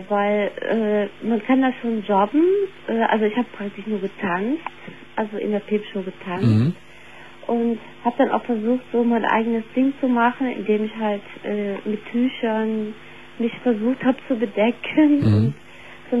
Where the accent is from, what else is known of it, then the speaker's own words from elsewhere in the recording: Cologne, North Rhine-Westphalia, Germany; ich kam aus der Kölner Kunstszene, also ich komme aus Köln